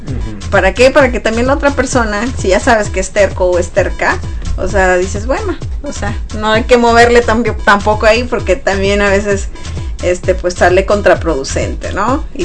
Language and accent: Spanish; Sonora, Mexico; la carrilla de por ejemplo, de Sonora, para los que somos sonorenses, es muy peculiar